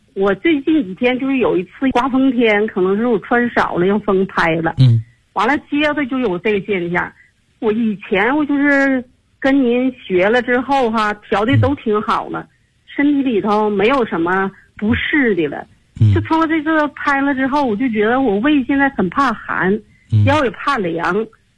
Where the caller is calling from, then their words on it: Tianjin, China; 我来自天津河西区，